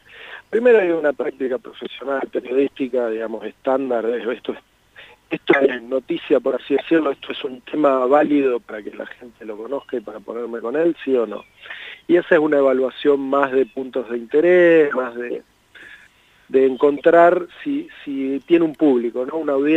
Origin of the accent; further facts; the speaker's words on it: Mar del Plata, Buenos Aires Province, Argentina; yo me crié en Mar del Plata, acá vivía muchos primos hermanos, en Chapadmalal específicamente, en Mar del Plata